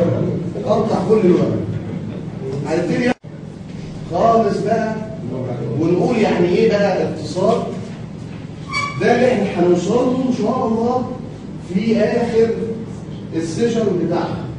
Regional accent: Egypt; إحنا عندنا في مصر إن البنك المركزي بيجتمع كل شهر ونص.

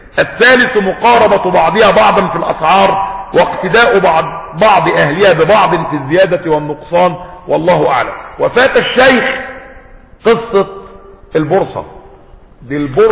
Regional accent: Egypt; ده لما كان عندنا في مصر جريدة ولا جريدتين ولا حاجة

